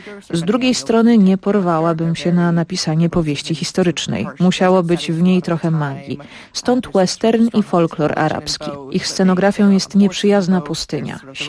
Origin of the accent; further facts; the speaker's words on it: France; Wychowałam się we Francji i wiedziałam, że nie było tam żadnej królowej